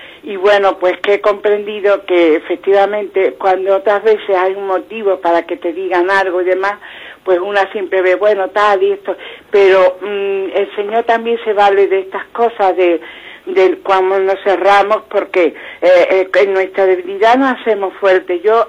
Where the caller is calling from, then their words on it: Málaga, Andalusia, Spain; llamo de Málaga.